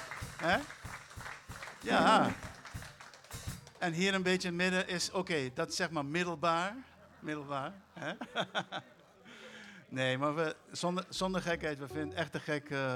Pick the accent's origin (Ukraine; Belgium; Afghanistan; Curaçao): Curaçao; En Cascora is de wijk op Curaçao waar ik ben opgegroeid.